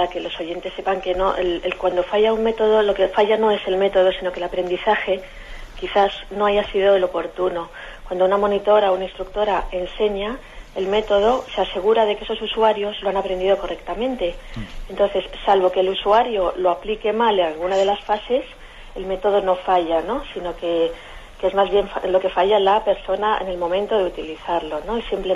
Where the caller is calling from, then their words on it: Madrid, Community of Madrid, Spain; de Madrid.